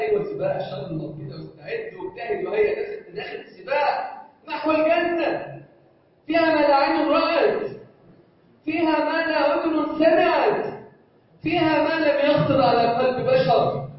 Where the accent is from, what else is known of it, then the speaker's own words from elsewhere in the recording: Egypt; اللهم اجعل بلدنا مصر امنا امانا سخاء رخاء وسائر بلاد المسلمين